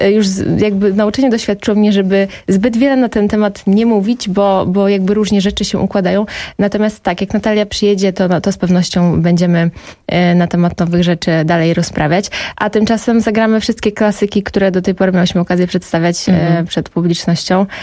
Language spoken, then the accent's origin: Polish; Poznań, Greater Poland Voivodeship, Poland; now in Warsaw, Poland; To znaczy, jestem z Poznania, a w Warszawie mieszkam od roku.